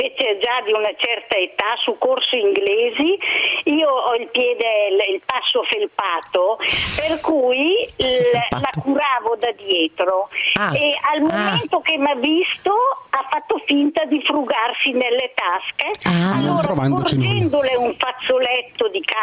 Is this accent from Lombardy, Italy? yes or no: yes; Lombardy, Italy; sono le persone che vengono da fuori, come me, che sono lombarda, sono abituata a camminare nel verde e nel pulito.